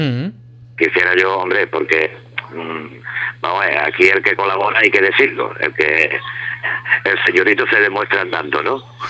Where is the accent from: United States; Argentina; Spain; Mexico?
Spain; Marbella, Andalusia; Y bueno, Marbella, porque yo soy de aquí, de Marbella, y la banda de Marbella, aunque seamos nosotros de San Pedro